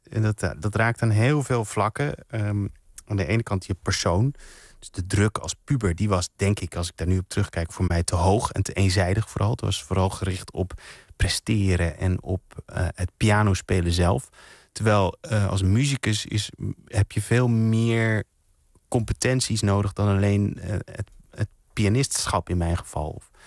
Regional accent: Enschede, Overijssel, Netherlands; je kunt wel horen, denk ik, dat ik uit Enschede kom daar nog.

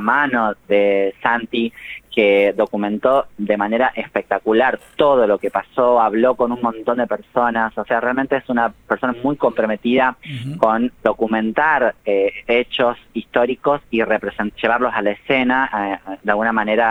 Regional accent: Tucumán, Argentina; now in Buenos Aires, Argentina; Yo soy actriz, pero soy tucumana, vivo en Buenos Aires hace solamente 16 años

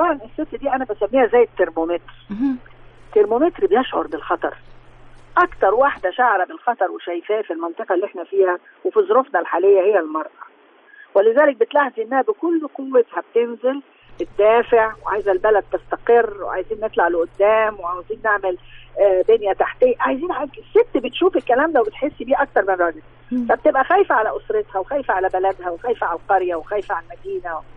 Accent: Egypt; المصريين مش واخدين بالهم ان احنا مصريين فراعنة

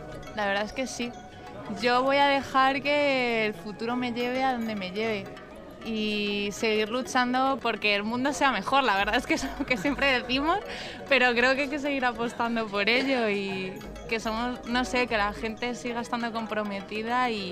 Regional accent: Madrid, Community of Madrid, Spain; Bueno, soy de aquí, de España, nací en Madrid.

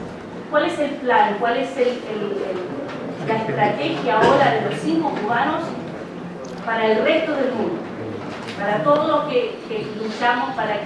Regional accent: Chile; now in Canada; Yo soy chilena, pero vivo en Canadá y las campañas eran masivas también.

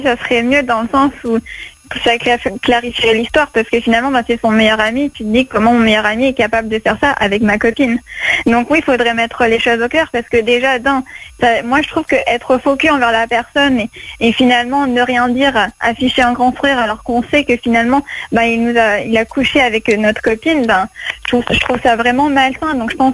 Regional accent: Marseille, Provence-Alpes-Côte d'Azur, France; now in Paris, France; je suis originaire de Marseille, donc c'est vraiment très drôle.

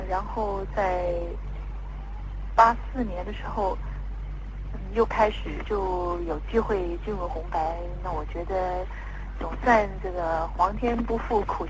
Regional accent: Taiwan; 那么我是台湾生长的，

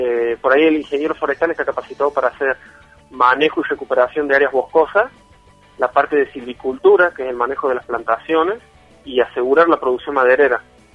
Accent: Córdoba, Argentina; Yo soy de Córdoba

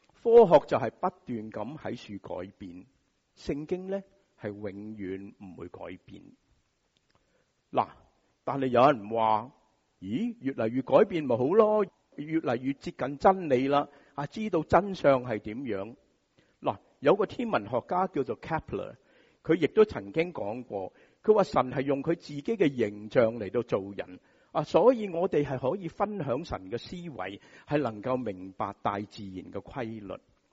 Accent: Hong Kong; 我们香港人

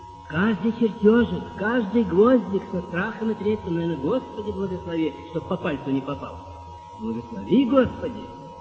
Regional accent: Samara, Samara Oblast, Russia; Я сам из Самары.

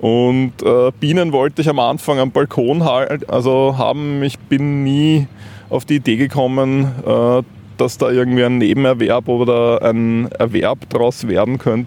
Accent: Vienna, Austria; Aber ich bin in Wien aufgewachsen und habe eigentlich da nicht so viel Bezug. Ich kann auch die Sprache leider nicht.

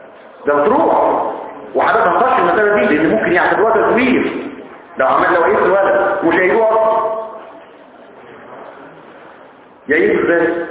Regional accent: Egypt; احنا كمصريين اساتذه

